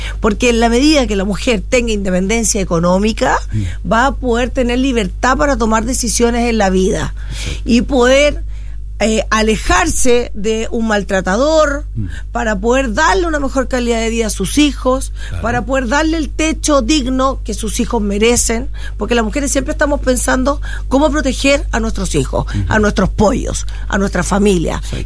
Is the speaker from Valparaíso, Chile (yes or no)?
yes; Viña del Mar, Valparaíso, Chile; yo soy nacida y criada en la Quinta Región. Nací en Viña del Mar, pero también viví no solamente en Viña, también viví en Valparaíso.